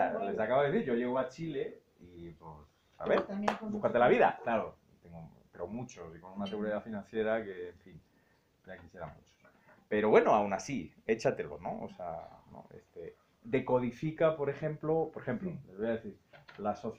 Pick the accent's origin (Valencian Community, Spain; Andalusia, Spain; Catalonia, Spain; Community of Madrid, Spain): Community of Madrid, Spain; Madrid; Claro, yo soy de Madrid.